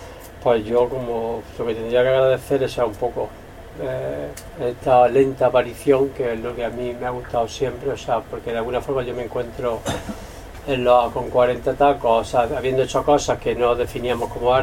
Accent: Valencia, Valencian Community, Spain; vengo también de Valencia otra vez, donde de niño era de los pocos sitios donde veíamos vedette, ¿no?

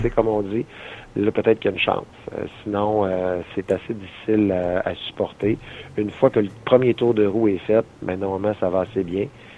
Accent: Quebec, Canada; moi je viens de l'Abitibi, là, donc okay. Je suis pas originaire d'ici, puis encore moins du Saguenay.

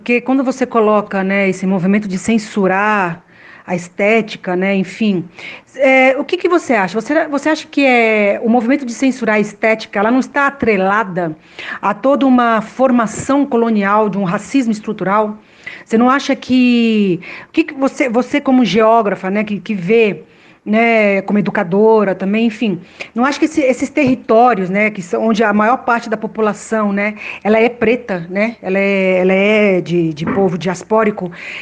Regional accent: São Paulo, Brazil; eu sou do Heliópolis, né, minha família é do Heliópolis, eu estou vivendo agora no Bixiga, mas minha família é do Heliópolis

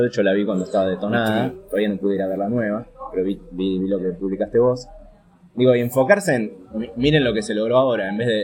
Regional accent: Argentina; los argentinos somos unos agrandados

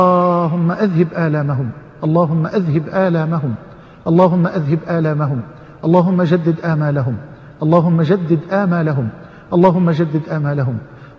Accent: Egypt; واجعل بلدنا مصر واحة للأمن والأمان

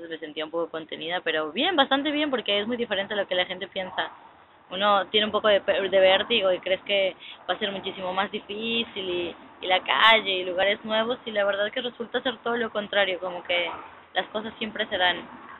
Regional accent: Mexico; De México.

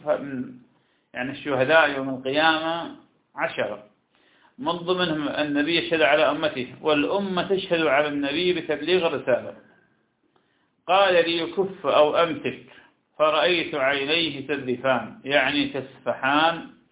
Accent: Iraq; وهذا كان عندنا في العراق كثيرا جدا لكنه زال بالمدينة منذ سنين

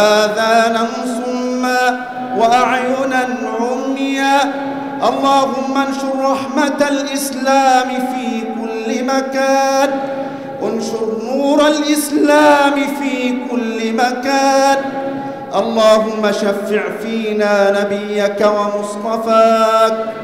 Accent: Egypt; اللهم احفظ بلدنا مصر

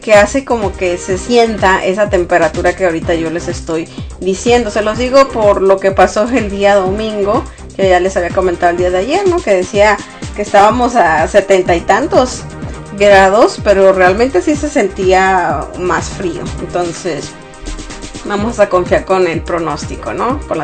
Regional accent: Sonora, Mexico; Yo soy originaria de México, obviamente, pero de Sonora, del estado de Sonora.

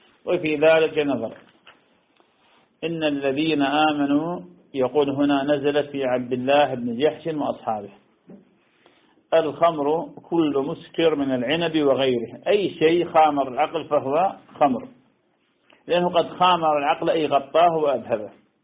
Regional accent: Iraq; نعم عندنا بالعراق ما شاء الله نخيل تحمل

